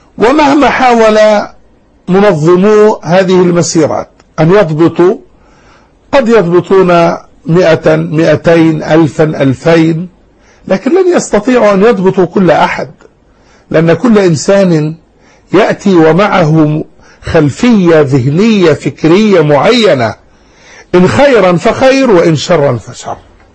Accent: Jordan; بلادنا الأردن، وهي جزء من البلاد المباركة بلاد الشام

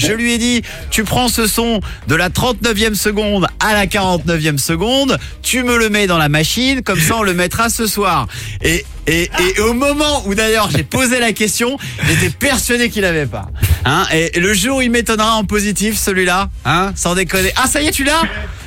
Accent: Brittany, France; Ah, moi je suis breton, j'adore ça.

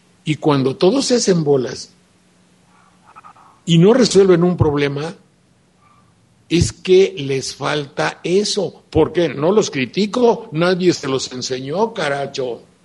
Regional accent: Mexico; imagínate tú, ¿cuándo los mexicanos éramos así?

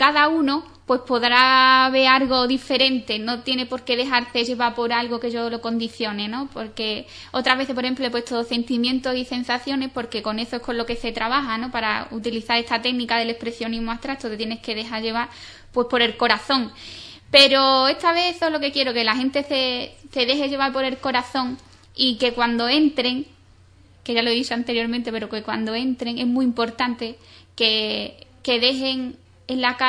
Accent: Ubrique, Andalusia, Spain; me he podido embarcar en comprometerme con mi pueblo, en lo que me estaban pidiendo, que expusiera aquí en Ubrique

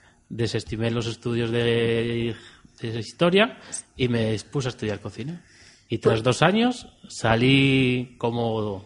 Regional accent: Asturias, Spain; Pues soy de Asturias, de un pueblo muy pequeñito de Asturias.

